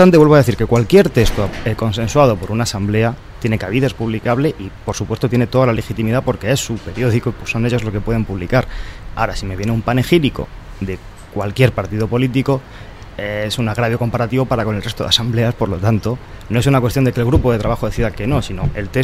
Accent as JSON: {"language": "Spanish", "country": "Spain", "said": "Somos españoles, por favor."}